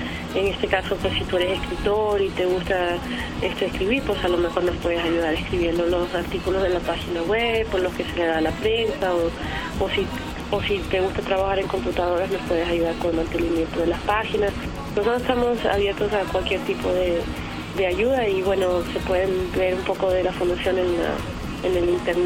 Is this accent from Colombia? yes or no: no; Mexico; yo también siento que vengo de México, también vengo de, porque he crecido en estos, todos estos países.